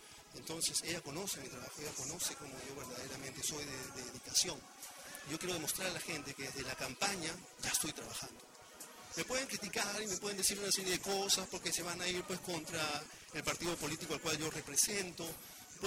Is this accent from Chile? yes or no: no; La Punta, Callao, Peru; Yo, como la gran mayoría de punteños que han vivido toda su vida acá, no he nacido en La Punta. Yo soy chalaco de nacimiento, nací en la clínica Barton, que estaba, ya no existe, en Guarachalaca.